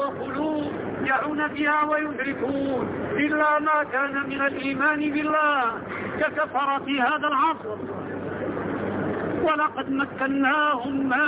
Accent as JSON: {"language": "Arabic", "country": "Morocco", "said": "وهذه القصور عندنا في المغرب، ودخلتها ونزلت فيها وأقمت فيها الأسابيع"}